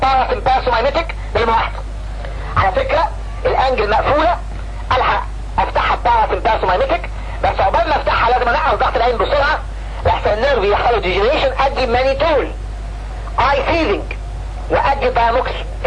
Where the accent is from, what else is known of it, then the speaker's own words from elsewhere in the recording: Egypt; الناس عندنا في مصر اي واحد عنده اكتئاب يقول له روح خد اميتريبتالين